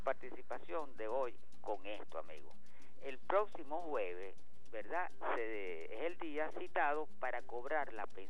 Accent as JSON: {"language": "Spanish", "country": "Venezuela", "said": "Yo lo hago como venezolano"}